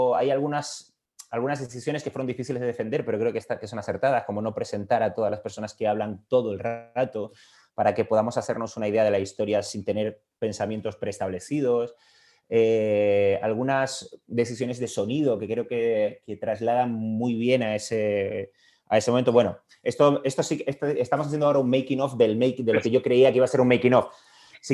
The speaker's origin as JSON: {"language": "Spanish", "region": "Canary Islands", "country": "Spain", "said": "siendo canario, claro, no es una habilidad que haya tenido oportunidad de practicar muy a menudo."}